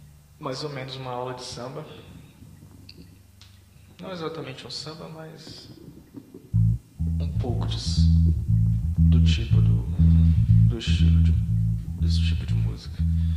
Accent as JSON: {"language": "Portuguese", "country": "Brazil", "said": "Eu sou do Brasil."}